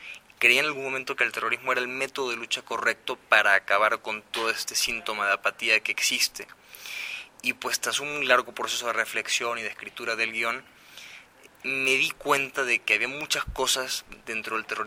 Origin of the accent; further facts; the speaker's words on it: Venezuela; nacen muy al calor del país de donde yo soy, de Venezuela